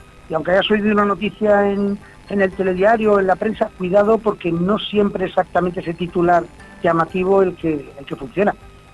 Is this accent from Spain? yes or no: yes; Elche, Valencian Community, Spain; Yo soy de Elche, vivo en Elche, nací en Alicante